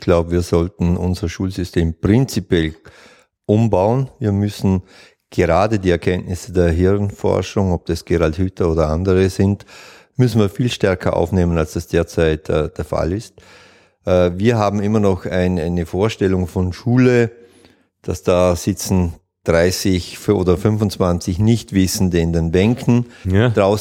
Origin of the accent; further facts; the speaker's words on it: Vorarlberg, Austria; Nein, ich bin Vorarlberger